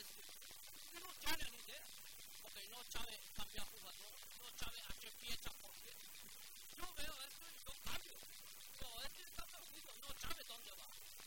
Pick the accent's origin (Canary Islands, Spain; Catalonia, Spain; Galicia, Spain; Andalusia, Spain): Galicia, Spain; Y yo soy de la Comunidad de Galicia